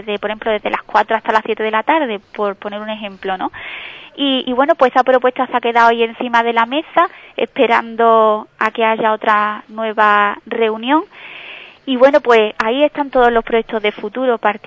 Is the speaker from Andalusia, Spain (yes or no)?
yes; Ubrique, Andalusia, Spain; nosotros que también pertenecemos a la localidad, que somos ciudadanos de Ubrique